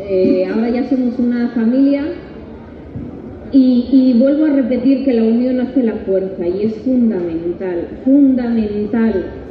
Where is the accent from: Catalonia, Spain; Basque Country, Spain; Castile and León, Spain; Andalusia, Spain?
Castile and León, Spain; Yo vengo de León, de la cuenca de Gordón.